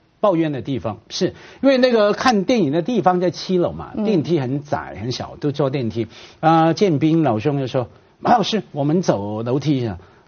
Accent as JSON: {"language": "Chinese", "country": "Hong Kong", "tie": "born or raised there", "said": "我一个香港人啊在大城市长大"}